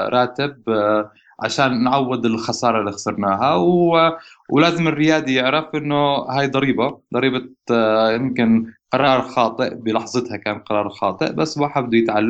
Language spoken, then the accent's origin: Arabic; Jordan; يعني أنا بعرف الشباب ما شاء الله عندنا بالأردن مخهم نظيف